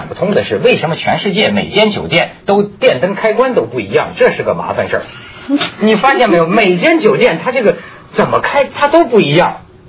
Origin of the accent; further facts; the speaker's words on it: China; 这个，你看，就反映咱们中国人呢